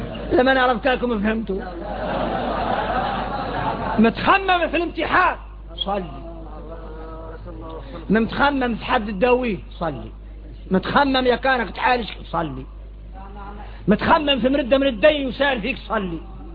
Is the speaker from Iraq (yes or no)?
no; Mauritania; هذا عادة فينا احنا موريتاني